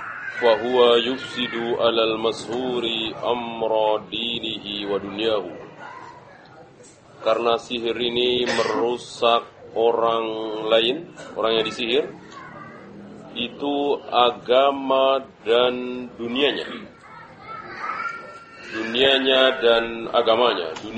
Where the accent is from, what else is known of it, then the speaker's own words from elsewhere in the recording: Java, Indonesia; Segala apa kita orang Jawa sendiri nggak tahu